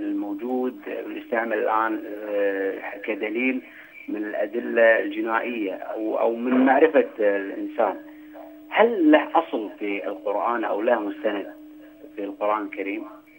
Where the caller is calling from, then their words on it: Kuwait; الدكتور اللي له شعبية كبيرة عندنا في الكويت صراحة